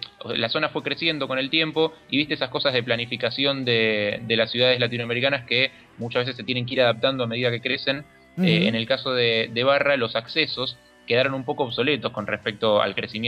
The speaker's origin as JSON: {"language": "Spanish", "country": "Argentina", "said": "yo y mi comitiva somos todos argentinos."}